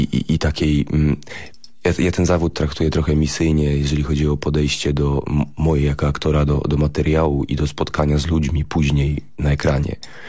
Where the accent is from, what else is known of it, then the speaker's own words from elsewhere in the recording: Warsaw, Masovian Voivodeship, Poland; Ja jestem warszawiakiem, urodzonym tutaj